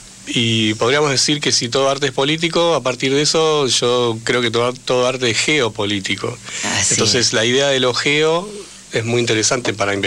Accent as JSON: {"language": "Spanish", "region": "Buenos Aires", "country": "Argentina", "said": "como habitante de la ciudad, como porteño ignorante, lo debo asumir"}